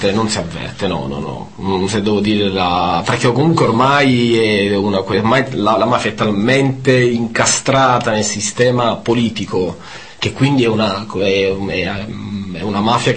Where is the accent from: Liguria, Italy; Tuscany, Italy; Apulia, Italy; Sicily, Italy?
Sicily, Italy; Però noi siamo più a sud di Tunisi, se questo può rendere l'idea di quanto siamo terroni, insomma.